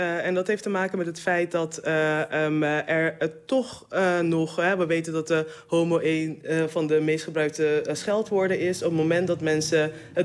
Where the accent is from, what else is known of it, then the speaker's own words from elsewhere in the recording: Curaçao; Ik ben opgegroeid op Curaçao.